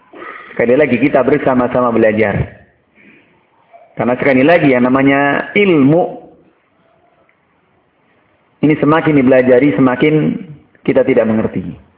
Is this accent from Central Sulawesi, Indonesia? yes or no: no; Surakarta, Central Java, Indonesia; Kalau saya orang Solo bilang, tafsir saya utiletewe.